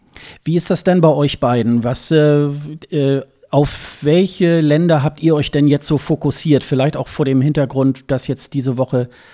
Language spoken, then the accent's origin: German; Hildesheim, Lower Saxony, Germany; born there; now in Hamburg, Germany; das ist ja meine Geburtsstadt, Hildesheim